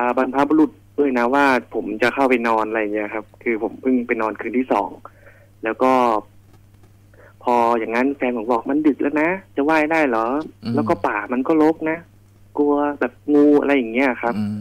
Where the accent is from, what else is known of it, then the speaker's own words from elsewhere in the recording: Chiang Mai, Thailand; ผมเป็นคนเชียงใหม่ครับ